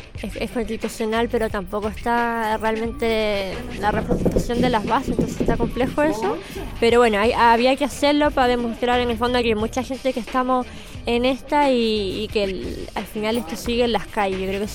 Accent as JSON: {"language": "Spanish", "region": "Valparaíso", "country": "Chile", "said": "soy de La Loma, sí, fui a votar a Playa Ancha."}